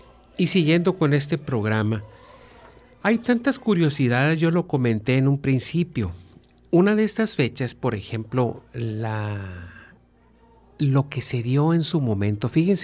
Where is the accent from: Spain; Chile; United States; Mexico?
Mexico; Yo pienso que como mexicanos vivimos en un país de leyes